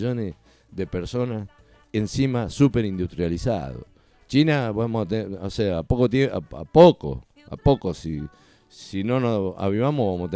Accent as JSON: {"language": "Spanish", "town": "Pavón Arriba", "region": "Santa Fe", "country": "Argentina", "tie": "born there", "said": "Pavón Arriba, significa ahí nací yo, donde nació Ignacio Capani"}